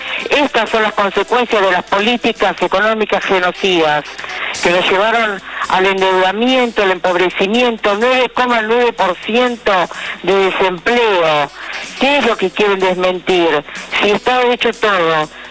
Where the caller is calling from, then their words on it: Palermo, Buenos Aires, Argentina; soy de Palermo.